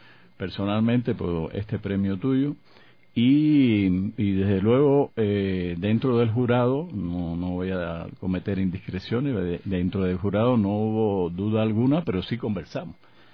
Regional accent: Cuba; éramos dos extranjeros dentro del, estaba el colombiano y estaba yo como cubano

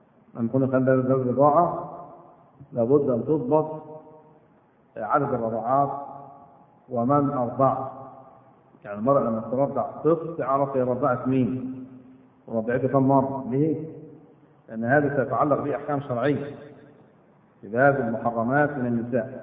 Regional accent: Egypt; احنا من مصر كنا عن النسب

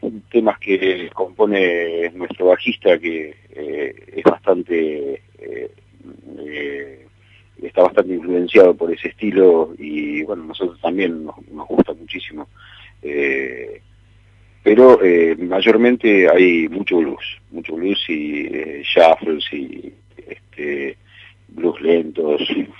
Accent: Puerto Madryn, Chubut, Argentina; born there; Soy nacido en Madryn

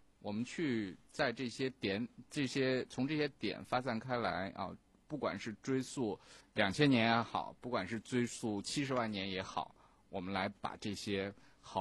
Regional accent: China; 这个当然我们中国没有这样的传统啊。我们中国人很早就发现了用草木灰来做这样的事情是同样的效果。

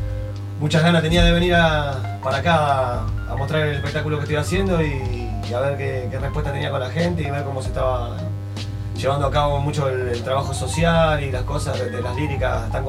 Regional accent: Buenos Aires, Argentina; de donde yo soy, ¿no? Que soy ahí de Buenos Aires. Y fue saliendo así todo, la verdad. Estaba viviendo en Barcelona en ese momento.

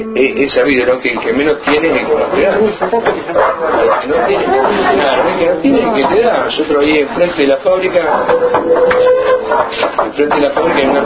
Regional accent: Centenario, Neuquén, Argentina; yo soy de Centenario, que está a 7 kilómetros de la fábrica, y a 7 kilómetros está Neuquén Capital.

